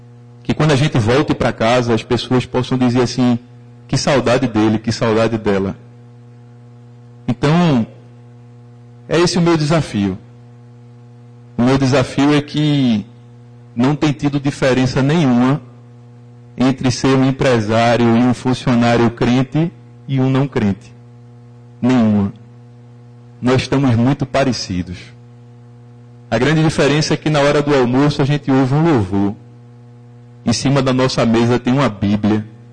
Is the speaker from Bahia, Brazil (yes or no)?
no; Recife, Pernambuco, Brazil; sou de Recife, tenho uma clínica aqui